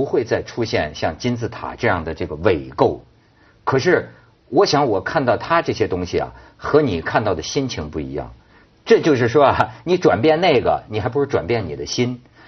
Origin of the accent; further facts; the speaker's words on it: Hebei, China; 让我们河北人讲，有一句挺糙的话呀